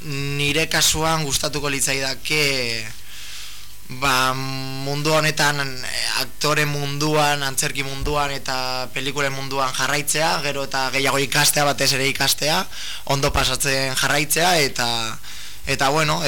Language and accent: Basque; Bilbao, Basque Country, Spain; also born or lived in Cruces; bani jaio, bueno, kruzesen jaio nintzen, baina izatez Bilbokoa naiz. Osa, ike, Bilbon.